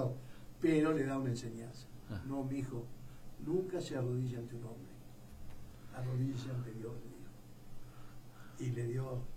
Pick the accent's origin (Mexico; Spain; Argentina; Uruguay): Argentina; Entonces, ¿qué somos los argentinos? Hemos perdido hasta la vergüenza, hermano.